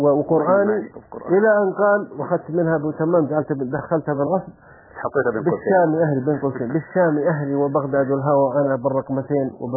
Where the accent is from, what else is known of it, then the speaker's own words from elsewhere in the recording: Saudi Arabia; لأنه قبل مثل الوحدة الوطنية مثل عندنا في السعودية كانت القبائل تتكاثر وكانت متناحرة